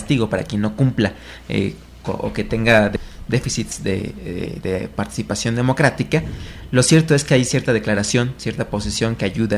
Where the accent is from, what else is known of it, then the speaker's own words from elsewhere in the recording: Mexico; Si bien no somos muchos los mexicanos que migran